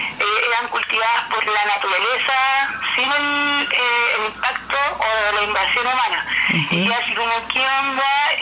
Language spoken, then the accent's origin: Spanish; Temuco, Araucanía, Chile; now in Patagonia, Chile; como yo soy de Hualmapu, de Temuco, pero el año pasado tuve la invitación de irme para Patagonia